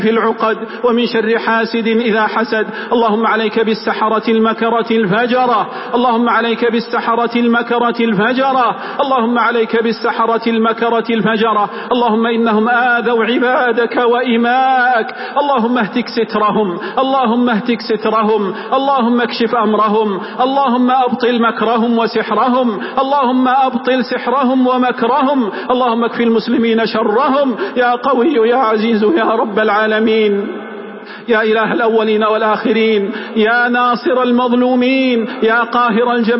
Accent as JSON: {"language": "Arabic", "country": "Saudi Arabia", "said": "اللهم احفظ بلادنا المملكة العربية السعودية"}